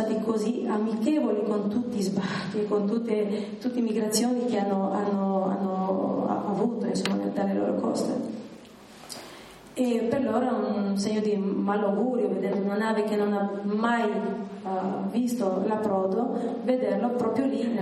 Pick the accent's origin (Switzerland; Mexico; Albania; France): Albania; Vlorë, Vlorë County; now in Italy; non conoscendomi e vivendo in Italia, io sono anche di Valona